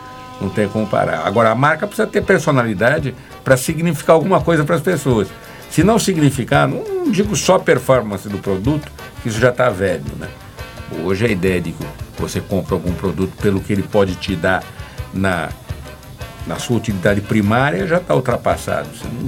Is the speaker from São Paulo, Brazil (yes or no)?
yes; São Paulo, Brazil; Eu sou paulista, hein? Eu sou paulista.